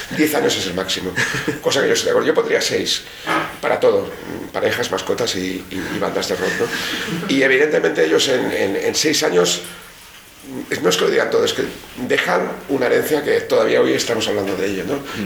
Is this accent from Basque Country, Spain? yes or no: yes; Bilbao, Basque Country, Spain; Yo me siento europeo, nunca me he sentido anglosajón, ni latino, ni... Yo soy de Bilbao y tengo un sentimiento norte-europeo